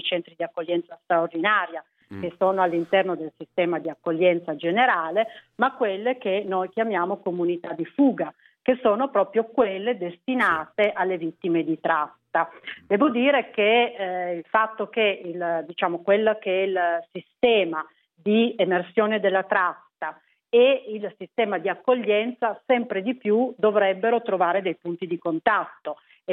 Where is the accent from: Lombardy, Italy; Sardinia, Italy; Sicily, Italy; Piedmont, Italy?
Piedmont, Italy; sono piemontese